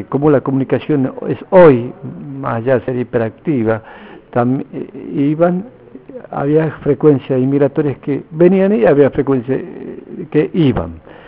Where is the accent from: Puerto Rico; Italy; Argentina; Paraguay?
Argentina; Campo Quijano, Salta; Y yo vengo de Campo Quijano, la provincia de Salta, soy diaguita.